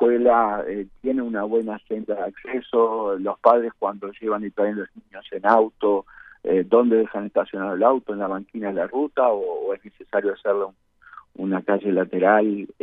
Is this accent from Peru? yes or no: no; Uruguay; como uruguayos no nos ha importado este tema